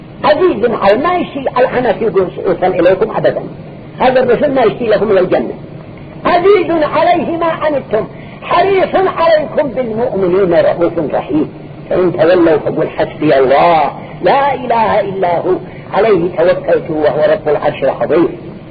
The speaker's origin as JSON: {"language": "Arabic", "country": "Yemen", "said": "احنا نكون من اليمن بأجمعه"}